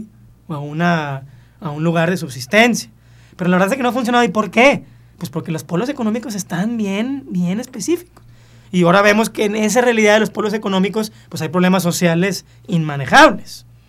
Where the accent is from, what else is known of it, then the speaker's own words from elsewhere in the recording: Mexico; Si yo soy mexicano